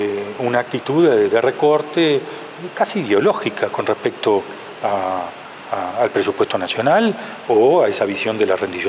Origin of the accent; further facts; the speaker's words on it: Uruguay; O si lo principal, además de la pandemia, somos los uruguayos.